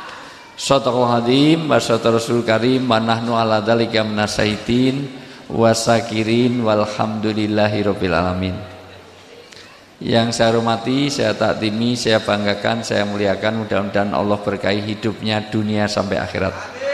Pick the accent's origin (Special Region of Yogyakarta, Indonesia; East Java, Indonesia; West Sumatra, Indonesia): Special Region of Yogyakarta, Indonesia; Yogyakarta; Karena saya orang Jogja, di dalam tradisi Jawa, orang tua disebut sepuh.